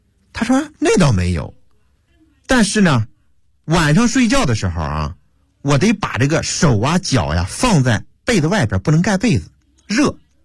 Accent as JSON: {"language": "Chinese", "region": "Hebei", "country": "China", "tie": "born or raised there", "said": "我赶紧说，我老家也是河北的。"}